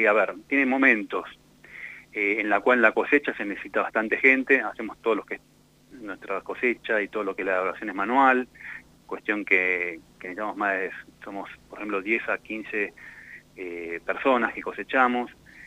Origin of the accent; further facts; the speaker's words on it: Mendoza, Argentina; moved away; Yo vengo de Mendoza, de la tierra también del vino